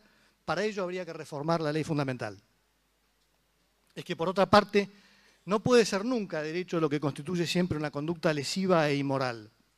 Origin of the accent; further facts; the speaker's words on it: Argentina; en quien creemos como argentinos